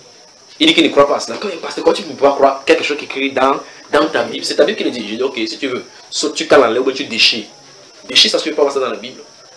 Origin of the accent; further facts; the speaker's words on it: Cameroon; chez nous au Cameroun, on roule à droite.